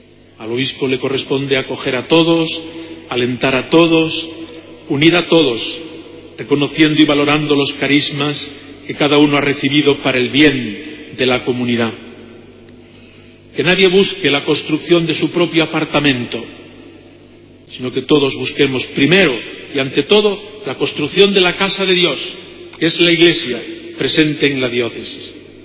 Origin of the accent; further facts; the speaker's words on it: Puente del Arzobispo, Castilla-La Mancha, Spain; la etapa de mi pueblo natal, Puente del Arzobispo, del que nunca me he sentido desarraigado, sino al que vuelvo con los mejores recuerdos de mi infancia y juventud